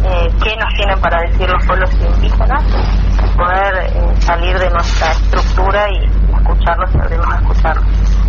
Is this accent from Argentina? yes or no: yes; Argentina; de nuestro propio pensamiento nacional como argentinos